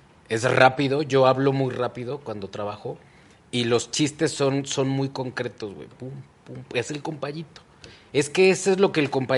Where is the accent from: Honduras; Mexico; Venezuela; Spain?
Mexico; Mexico City; also born or lived in Ecatepec; now in Morelia, Mexico; En el Estado de México, en Ecatepec. Ahí a donde se termina lo empedrado, ahí nací yo.